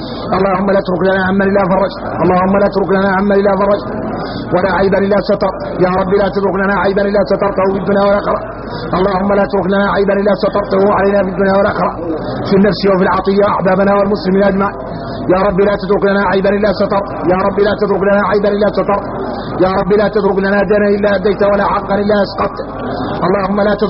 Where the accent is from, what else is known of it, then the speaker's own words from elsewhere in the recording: Mauritania; احنا موريتاني بينا كبر،